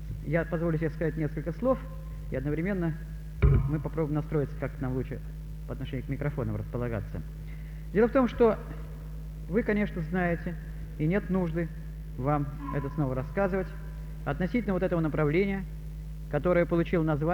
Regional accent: Leningrad, Saint Petersburg, Russia; moved away as an adult; now in Moscow, Russia; Я ленинградец, родился и прожил 40 лет жизни в этом городе. Сейчас вот я живу и работаю в Москве

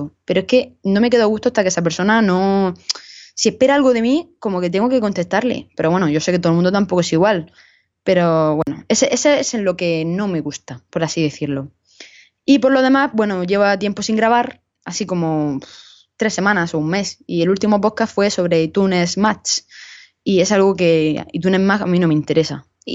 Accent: Region of Murcia, Spain; oye, soy de Murcia tal, me alegro de que haya un podcast, yo también lo soy, te dejo mi dirección por si te quieres pasar

